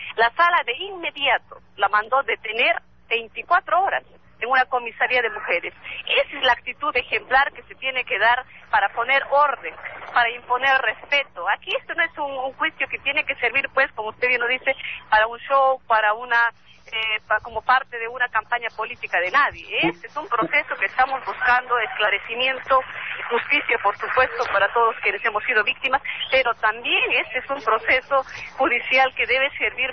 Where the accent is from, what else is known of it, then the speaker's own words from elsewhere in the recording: Peru; que deben permitir la convivencia de todos como peruanos con el respeto que todos nos merecemos